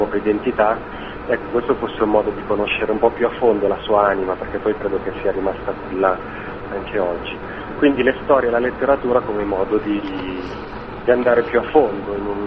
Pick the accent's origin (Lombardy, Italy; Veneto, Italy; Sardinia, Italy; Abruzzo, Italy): Lombardy, Italy; Milan; Io sono di Milano, quindi sono nato e cresciuto in città, circolato dalle persone.